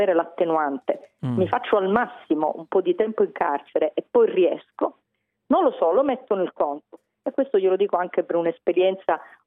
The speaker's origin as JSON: {"language": "Italian", "town": "Palermo", "region": "Sicily", "country": "Italy", "said": "Io sono sempre stata tifosa, perché essendo palermitana"}